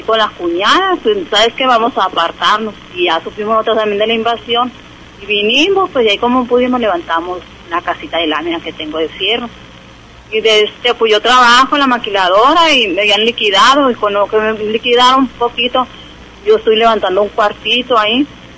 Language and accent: Spanish; Nacozari, Sonora, Mexico; now in Hermosillo, Mexico; Yo vengo desde Nacozari, allá vivíamos nosotros y también era casa de material allá con mi mamá. Ya cuando mi papá trabajaba afuera, pues nos vinimos a vivir para acá, para Hermosillo.